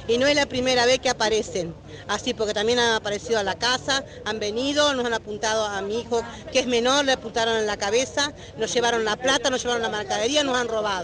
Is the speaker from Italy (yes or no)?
no; Argentina; Yo soy argentina